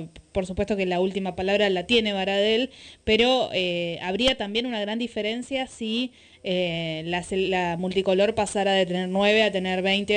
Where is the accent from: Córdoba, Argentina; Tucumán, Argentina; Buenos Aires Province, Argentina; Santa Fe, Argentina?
Buenos Aires Province, Argentina; La Matanza; hace unos días decían docentes de Matanza, que es de donde soy